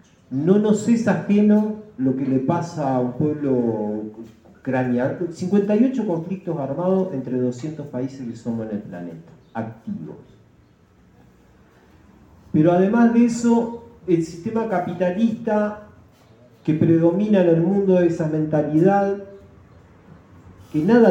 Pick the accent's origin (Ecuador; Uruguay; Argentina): Uruguay; un documento que ayer decía que éramos orientales y hoy dice que somos uruguayos.